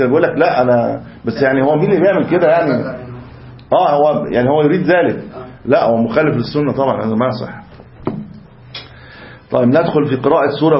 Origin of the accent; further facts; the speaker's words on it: Upper Egypt, Egypt; ممكن كنت انت صعيدي هناك، انا صعيدي هنا.